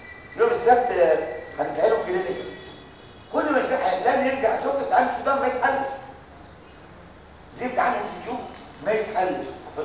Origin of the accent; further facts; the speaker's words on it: Egypt; انا ده الامتحان بيقطع في احنا مصريين